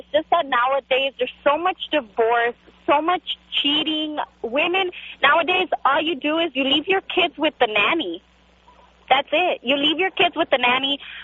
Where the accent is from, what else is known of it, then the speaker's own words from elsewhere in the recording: California, United States; born there; My parents are from Mexico. I was born here in California.